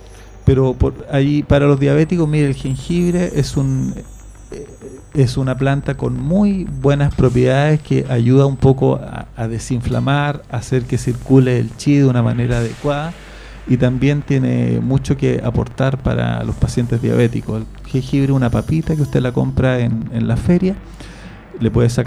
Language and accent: Spanish; Chile; Bueno, eso somos los chilenos